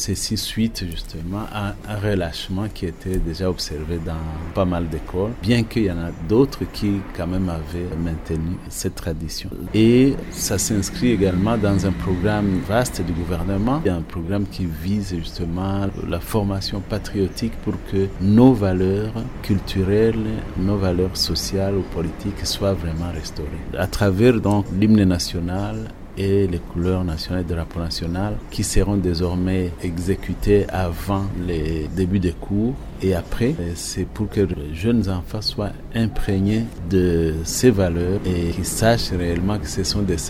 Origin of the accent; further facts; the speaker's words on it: Burundi; oui, nous sommes Burundais, mais nous sommes également membres d'une communauté.